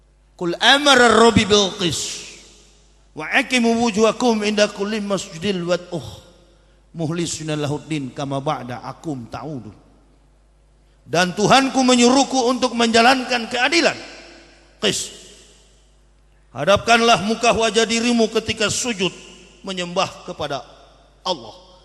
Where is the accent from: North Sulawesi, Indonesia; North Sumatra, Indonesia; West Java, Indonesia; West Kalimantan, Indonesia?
North Sulawesi, Indonesia; Manado; Saya orang Manado asli, asli kafir, begitu.